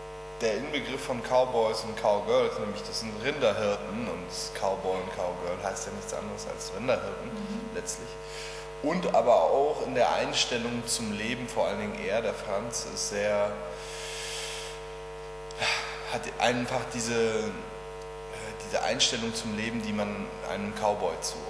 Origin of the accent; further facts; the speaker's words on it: Hesse, Germany; Nee, bei Wiesbaden. Das ist hier eine Waldregion, der Taunus. Ne? Und da im Taunus gibt es eine Waldsiedlung, in der sind wir groß geworden.